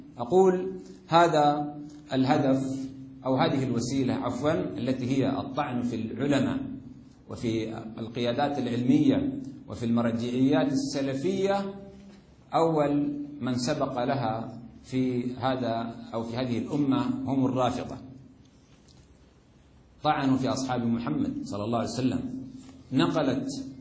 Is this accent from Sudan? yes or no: yes; Sudan; وأنا أرى هذا بظهور أو بوضوح في بلدي السودان